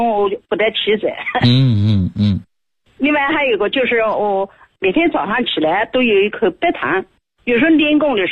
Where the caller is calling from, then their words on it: Nanjing, Jiangsu, China; 我是南京的。